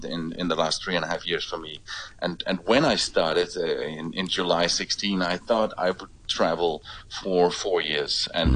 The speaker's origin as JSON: {"language": "English", "country": "Denmark", "second_language": "English", "said": "The phone connection, the phone company I use is a Danish one because I am from Denmark and I still have a Danish phone number."}